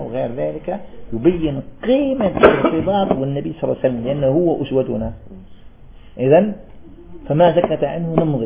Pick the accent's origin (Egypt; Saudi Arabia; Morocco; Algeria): Algeria; طالب علم عندنا في الجزائر